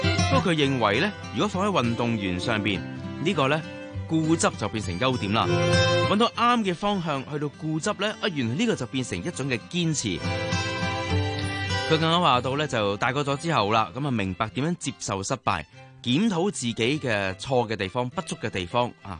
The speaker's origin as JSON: {"language": "Cantonese", "country": "Hong Kong", "said": "我哋香港人"}